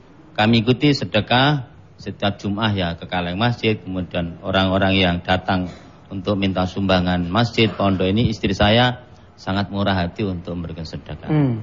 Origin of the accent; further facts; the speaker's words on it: Banyuwangi, East Java, Indonesia; Saya dari Pulau Jawa Ujung Timur, Banyuwangi.